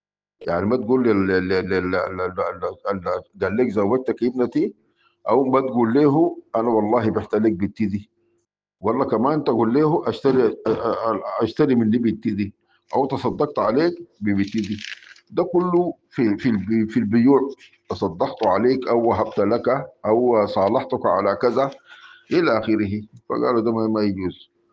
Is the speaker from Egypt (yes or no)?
no; Sudan; نحن بالنسبه لفقه الاحوال الشخصيه عندنا في السودان كله ماخوذ